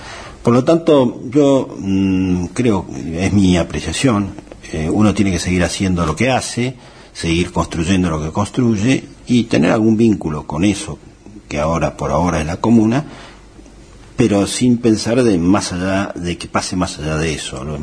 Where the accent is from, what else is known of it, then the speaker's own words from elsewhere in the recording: San Martín, Buenos Aires Province, Argentina; born there; En realidad yo nací en San Martín, provincia de Buenos Aires. Y de ahí, cuando me casé, por primera vez, vine a vivir en Almagro. Después de ahí, tuve... Caminé por el mundo.